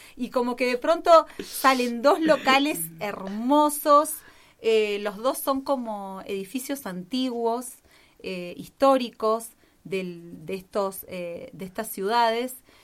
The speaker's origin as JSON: {"language": "Spanish", "town": "Las Rosas", "region": "Santa Fe", "country": "Argentina", "said": "yo soy de la minoría, no soy de Buenos Aires. Soy de un pueblito de Santa Fe que casualmente se llama Las Rosas."}